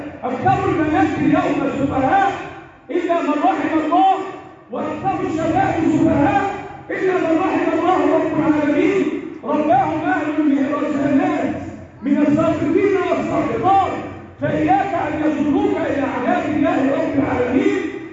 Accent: Egypt; اللهم احفظ بلدنا مصر

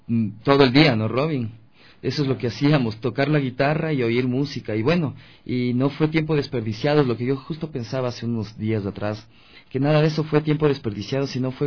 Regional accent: Quito, Pichincha, Ecuador; No, yo soy de Quito.

